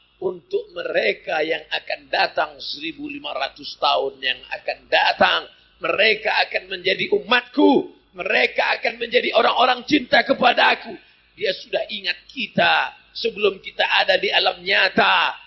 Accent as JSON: {"language": "Indonesian", "region": "Riau", "country": "Indonesia", "tie": "born or raised there", "said": "tapi di Riau kampung halaman kami masih ada."}